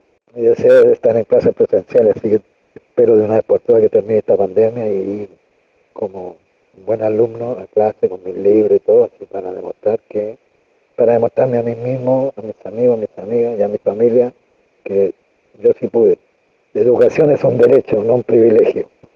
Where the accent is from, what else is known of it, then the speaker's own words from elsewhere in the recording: Chile; now in Argentina; tengo 59 años, soy chileno y desde el año 87 que estoy en Argentina.